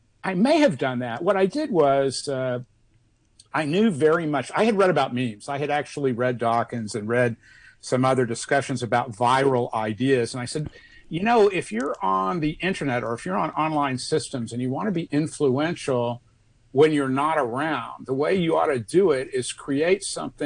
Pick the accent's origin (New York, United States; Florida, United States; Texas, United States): Texas, United States; Austin; I discovered that there were all these bulletin board systems in my hometown, Austin, Texas.